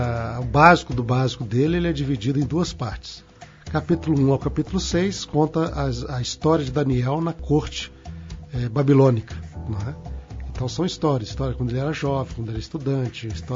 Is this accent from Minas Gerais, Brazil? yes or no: yes; Governador Valadares, Minas Gerais, Brazil; Sou de Mineiro, né? Governador Valadares. Eu me tornei adventista aos 17 anos